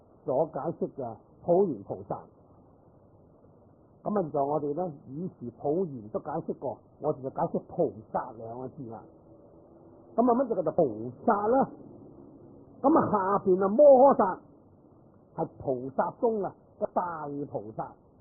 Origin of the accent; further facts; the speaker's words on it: China; 咁其实我哋中国人呢读我哋